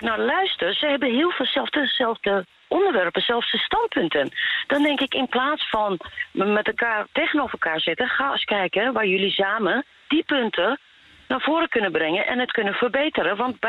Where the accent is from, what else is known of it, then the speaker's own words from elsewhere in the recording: Netherlands; ik ben geen blonde Nederlander, maar ik ben een Nederlander.